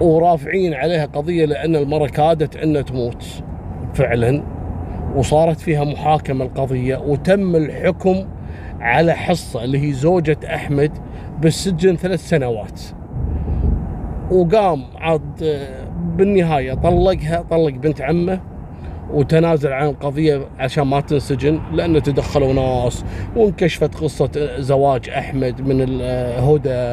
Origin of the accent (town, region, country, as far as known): Kuwait